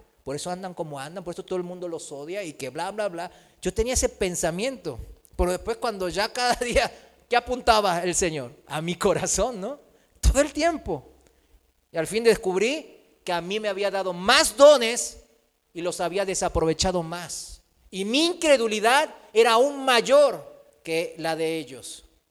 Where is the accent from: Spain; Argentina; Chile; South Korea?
South Korea; O sea, aquí yo soy, vengo de Corea